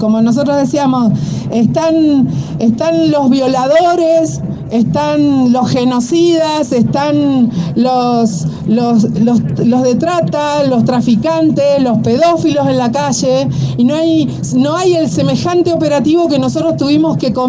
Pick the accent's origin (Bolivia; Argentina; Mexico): Argentina; Trelew, Chubut; Lafken Cheñen, Mapuche, Tehuel Cheñen, Trelew, vengo de Trelew